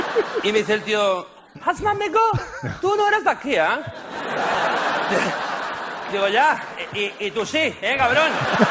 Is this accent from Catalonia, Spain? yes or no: yes; Barcelona, Catalonia, Spain; Mi segundo hogar, porque yo soy de Barcelona, pero me encanta Madrid.